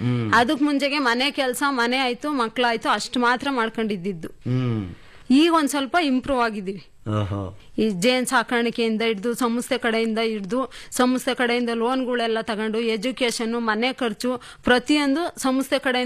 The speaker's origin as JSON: {"language": "Kannada", "town": "Maknalli", "region": "Karnataka", "country": "India", "tie": "born or raised there", "said": "ನಮ್ಮೂರು ಮಾಕ್ನಳ್ಳಿ."}